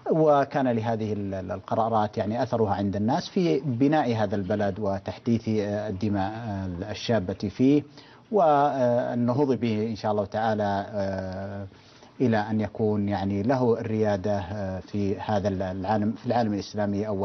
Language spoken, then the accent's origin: Arabic; Saudi Arabia; مصلحة شعوب أو شعب بلدنا المملكة العربية السعودية